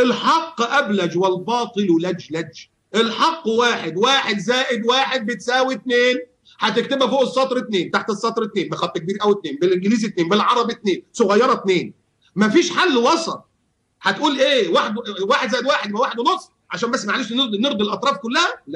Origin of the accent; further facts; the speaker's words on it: Egypt; also born or lived in United States / Bahrain / Yemen; now in Qatar; أنا كنت مشرد، مشرد من ساعة ما طلعت من مصر وعشت في أمريكا 4 سنين ورجعت في البحرين 3 سنين